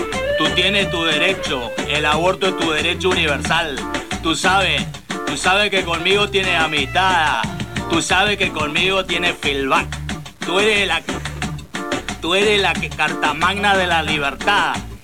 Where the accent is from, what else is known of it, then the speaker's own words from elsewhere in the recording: Puerto Rico; soy de Puerto Rico. De Puerto Rico.